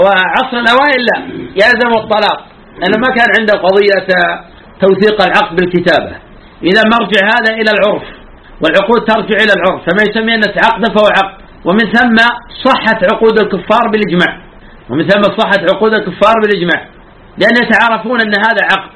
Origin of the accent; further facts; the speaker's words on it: Najd, Saudi Arabia; كما يفعل الآن بعض الناس في عادة عندنا في نجد